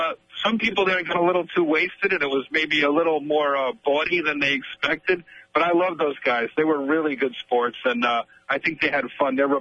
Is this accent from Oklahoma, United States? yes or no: no; New York City, New York, United States; Well, I'm a New Yorker, so he's like an icon for us.